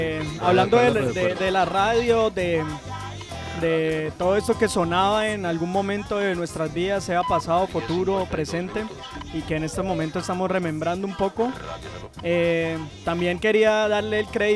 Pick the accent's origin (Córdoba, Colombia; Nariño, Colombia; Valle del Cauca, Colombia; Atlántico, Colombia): Valle del Cauca, Colombia; Cali; Y me acordaba en el barrio donde yo crecí, en Floralia, por allá en la península de Floralia, se llama eso